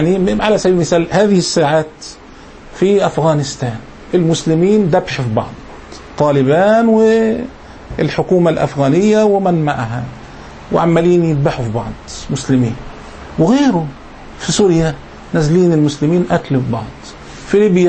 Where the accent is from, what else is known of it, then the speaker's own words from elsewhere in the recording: Egypt; أذكر أيام الثورة المشؤومة عندنا في مصر هنا